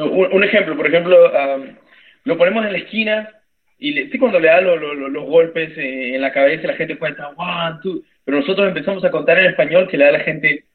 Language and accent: Spanish; Peru; now in Canada; Somos los únicos peruanos que luchamos aquí